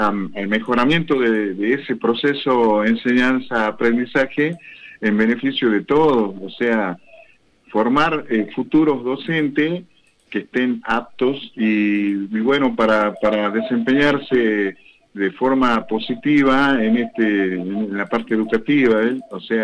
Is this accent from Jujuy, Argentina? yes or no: yes; Jujuy, Argentina; accent: northern Argentine; now in Neuquén, Argentina; por mi tonada yo vengo del norte, no, soy de Jujuy.